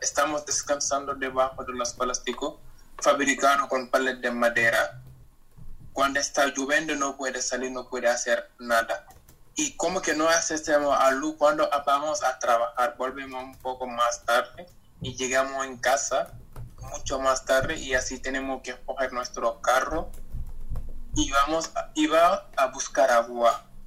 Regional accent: Senegal; de Senegal

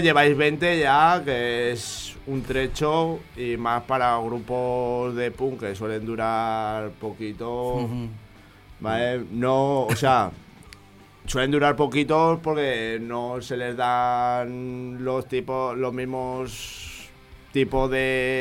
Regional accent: Soria, Castile and León, Spain; now in Valencia, Spain; Sí, aquí yo los años que llevo aquí en Valencia, la verdad es que los conciertos, porque yo vengo de Soria y allí los conciertos se llenan.

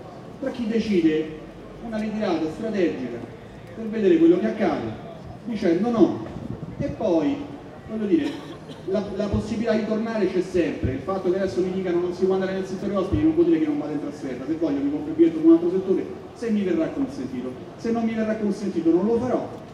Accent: Rome, Lazio, Italy; visto che sono di Roma

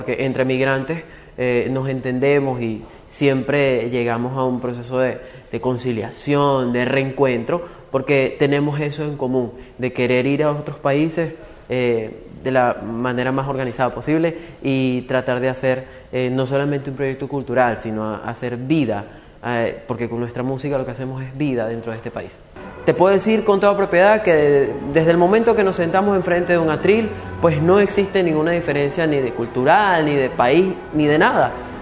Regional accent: Barquisimeto, Lara, Venezuela; now in Argentina; vengo de la ciudad de Barquisimeto y tengo 1 año acá en Argentina.

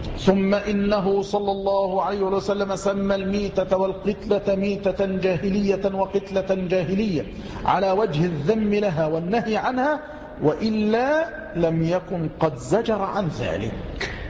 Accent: Egypt; أو عندنا في مصر، لماذا نذهب للبلاد الأخرى؟

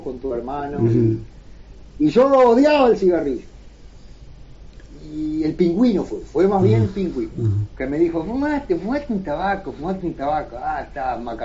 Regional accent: Paysandú, Uruguay; now in Montevideo, Uruguay; nosotros con Andrés somos de Paysandú y nos vinimos acá a encontrar a Montevideo

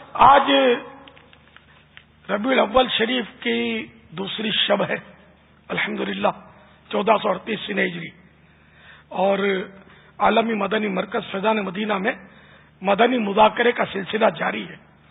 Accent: Karachi, Sindh, Pakistan; born there; میں تو یعنی کٹر پاکستانی ہوں, کہ میں اصلاً نسلاً یوں کہتے ہیں کہ میری پیدائش جو ہے نا یہ باب المدینہ ہوئی, کراچی میں ہوئی ہے, میری جائے ولادت, میرا برتھ پیلس کراچی ہے پاکستان, میں یوں پاکستانی ہوں.

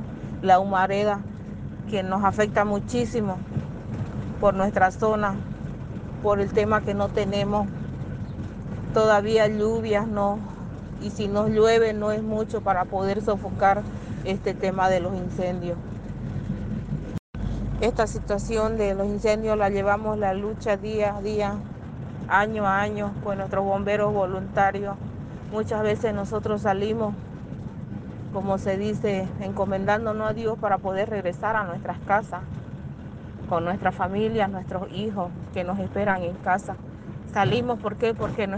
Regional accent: Roboré, Santa Cruz, Bolivia; Soy del municipio de Robore. Pertenezco a la comunidad indígena Aguascaliente.

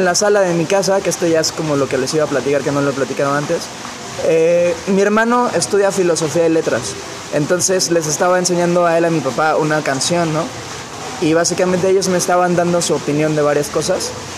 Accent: Cancún, Quintana Roo, Mexico; moved away as an adult; Y crecí ahí en Cancún, bueno, entre comillas, porque no soy muy alto, pero bueno, ahí tuve mi pubertad, mi adolescencia, y estuve ahí hasta los 23 años.

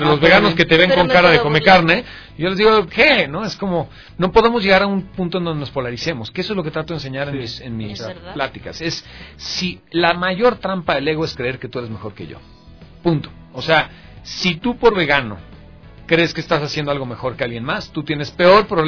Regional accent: Mexico; accent: Mexican; Pues hablo como mexicano y se acabó.

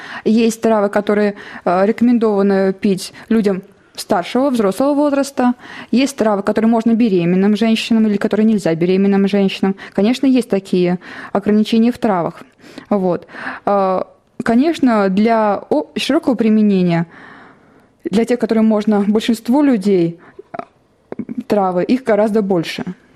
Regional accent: Ivanovo Oblast, Russia; Я выросла не в Иваново, а в сельской местности. Рядом с лесом

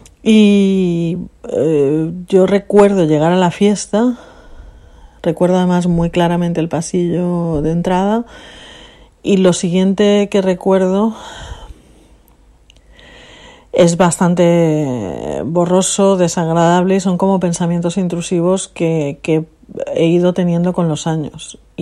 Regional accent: Alicante, Valencian Community, Spain; moved away; Y yo compartí piso con dos chicos que eran de Valencia, yo soy de Alicante.

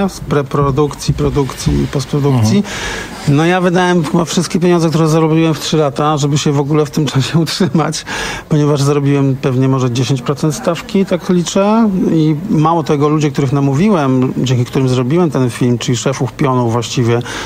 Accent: Gdańsk, Pomeranian Voivodeship, Poland; Ja wiem, jestem z Gdańska.

